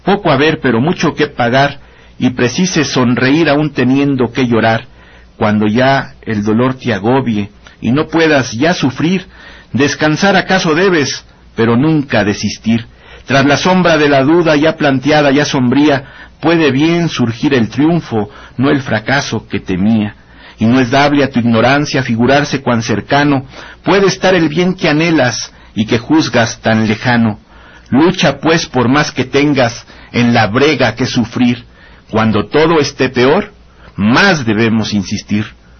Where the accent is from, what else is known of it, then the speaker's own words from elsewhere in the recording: Oaxaca, Mexico; Con la música recordé pues cosas de cuando era niño allí en mi pueblo, en las fiestas regionales en la ciudad de Oaxaca.